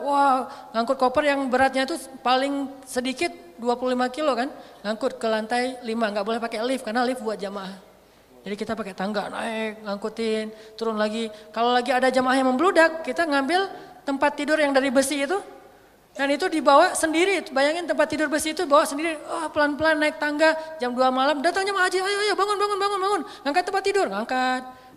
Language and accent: Indonesian; Aceh, Indonesia